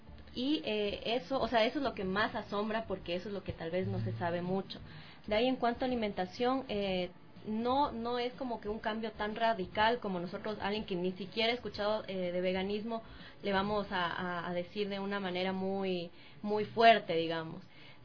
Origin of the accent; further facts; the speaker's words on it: Ecuador; Porque yo decía, ¿será que funciona acá en mi país? Porque, no sé, somos una sociedad muy cerrada en muchas ocasiones. Pero lo hice, vino el equipo de Chile acá, al Ecuador